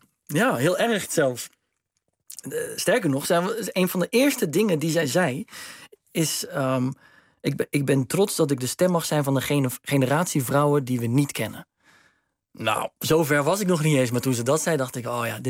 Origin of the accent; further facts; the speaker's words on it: Steenbergen, North Brabant, Netherlands; Ja, dat is het mooie van Steenbergen waar ik vandaan kom. Dat kon daar. Dat is natuurlijk niet zo'n groot stadje.